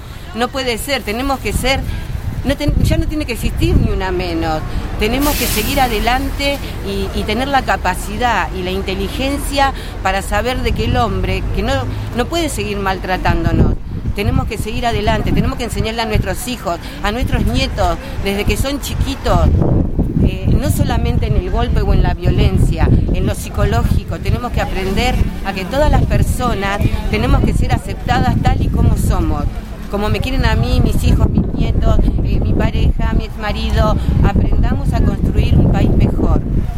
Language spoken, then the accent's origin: Spanish; Avellaneda, Buenos Aires Province, Argentina; Esto fue muy importante porque es mi barrio, mi zona